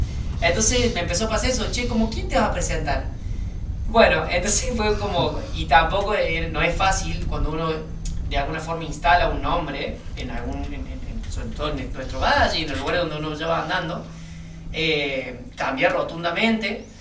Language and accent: Spanish; Córdoba, Argentina; born there; No, yo soy nacido en Córdoba capital.